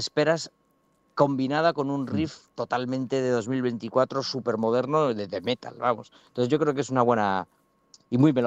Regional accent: Galicia, Spain; somos de Galicia, viene mucha gente de Galicia

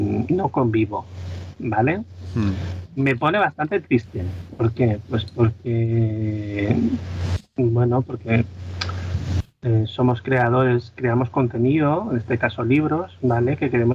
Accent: Sabadell, Catalonia, Spain; Yo soy de Sabadell

